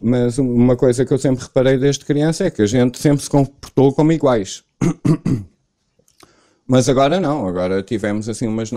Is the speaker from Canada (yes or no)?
no; Portugal; Porque na hora de pagar a conta eu sou português, na hora de ser português tenho que ser do mundo.